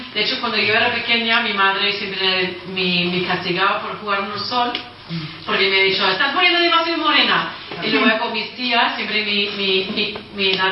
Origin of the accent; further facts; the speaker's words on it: India; pero la primera cosa que me dicen cuando digo que soy de India